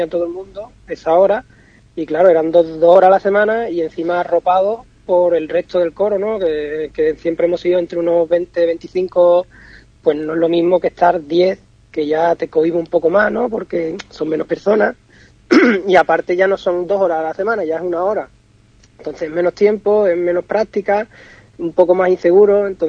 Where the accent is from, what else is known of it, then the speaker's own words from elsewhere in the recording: Jerez de la Frontera, Andalusia, Spain; yo soy jerezano, y aquí la zambomba pues es algo que se vive desde siempre